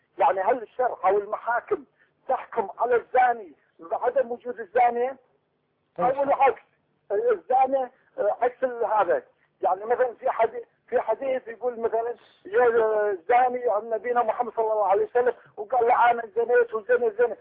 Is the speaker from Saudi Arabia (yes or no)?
no; Kuwait; صعب نازل على اي اكل عندنا بالكويت